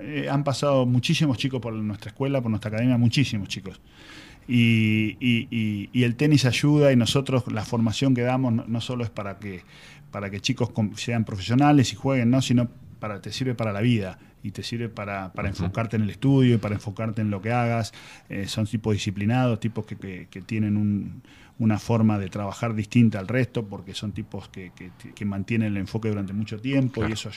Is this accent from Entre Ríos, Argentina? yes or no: no; Tandil, Buenos Aires Province, Argentina; also born or lived in Río Cuarto; Tengo amor por Tandil, yo no soy de acá. Yo nací en Río Cuarto, en Córdoba. Uh-huh. Vine muy chiquito acá.